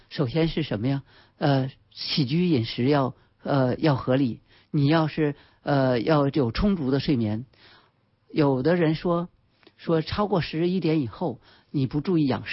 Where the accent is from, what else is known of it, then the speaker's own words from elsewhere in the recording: China; 其实为什么我们中国人就得发现有病人的时候